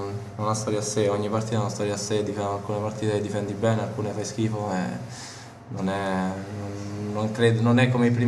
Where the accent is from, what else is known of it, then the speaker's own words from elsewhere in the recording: Tirana, Tirana County, Albania; also born or lived in Colleferro, Italy; vengo da Colleferro per dire, perché comunque sono nato a Tirana, soprattutto adesso ho vissuto a Tirana per tanto tempo